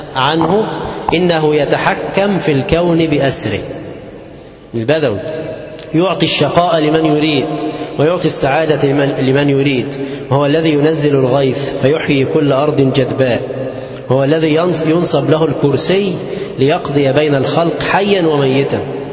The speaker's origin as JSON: {"language": "Arabic", "country": "Egypt", "said": "المظاهر الشركيه المنتشره في بلادنا مصر"}